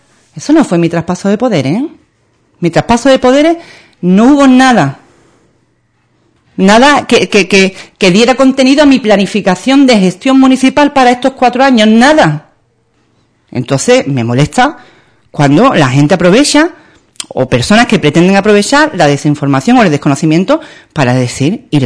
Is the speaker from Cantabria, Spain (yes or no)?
no; Ubrique, Andalusia, Spain; yo le pediría que al quien tenga la información que pueda darle una oportunidad a mi pueblo para conseguir un asunto contra la Junta de Andalucía, que me lo traiga.